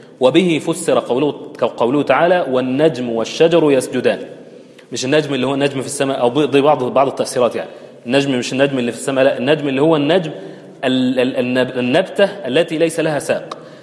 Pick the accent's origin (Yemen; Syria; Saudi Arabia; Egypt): Egypt; احنا الدنيا عندنا في مصر او في اللهجة العامية متلخبطة خالص،